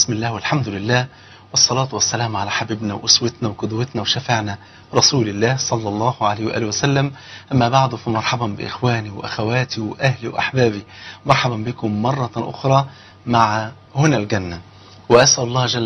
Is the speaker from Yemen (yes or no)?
no; Egypt; بلغتنا كمصريين